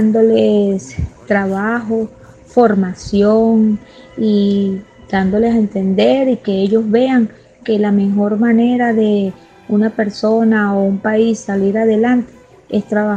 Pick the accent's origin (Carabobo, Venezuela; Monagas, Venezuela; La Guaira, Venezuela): Carabobo, Venezuela; Puerto Cabello; soy de acá de Venezuela, Estado Carabobo, municipio de Puerto Cabello.